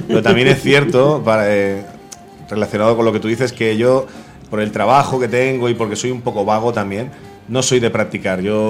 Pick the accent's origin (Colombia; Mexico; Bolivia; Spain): Spain; Santa Coloma de Gramenet, Catalonia; Sí, soy catalán de Santa Coloma de Gramenet, soy internacionalista de Santa Coloma de Gramenet.